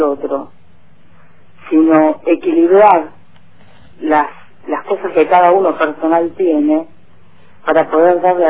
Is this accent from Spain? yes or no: no; General Rodríguez, Buenos Aires Province, Argentina; General Rodríguez.